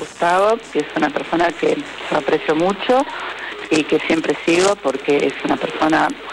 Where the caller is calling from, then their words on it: Olivos, Buenos Aires Province, Argentina; de Olivos.